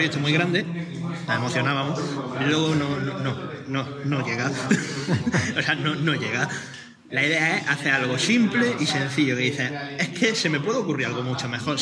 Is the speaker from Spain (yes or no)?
yes; Granada, Andalusia, Spain; De aquí, de Granada.